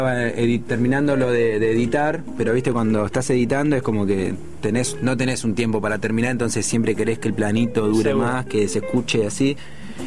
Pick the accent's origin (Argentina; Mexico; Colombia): Argentina; Buenos Aires; Chacarita, Villa Crespo, Buenos Aires, Argentina.